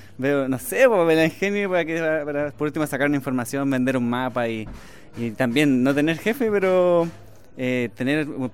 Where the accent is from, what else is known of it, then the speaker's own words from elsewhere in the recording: Chile; estábamos en Argentina y nosotros siendo chilenos no teníamos nada